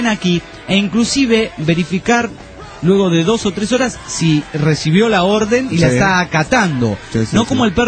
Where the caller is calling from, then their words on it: Mexico; de México